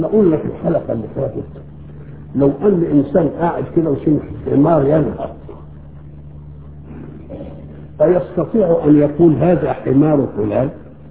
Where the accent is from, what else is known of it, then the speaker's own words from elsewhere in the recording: Egypt; accent: Egyptian; ان كلمناهم بلهجتنا المصرية ما يفهموش ولا كلمة